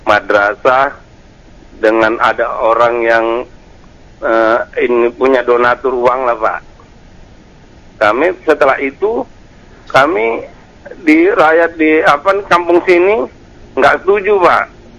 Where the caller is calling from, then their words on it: Medan, North Sumatra, Indonesia; Saya dari Medan.